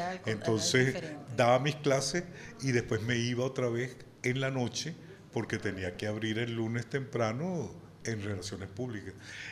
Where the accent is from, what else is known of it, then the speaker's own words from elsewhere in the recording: Caracas, Capital District, Venezuela; now in Barinas, Venezuela; Yo vivo en Barinas, yo soy caraqueño.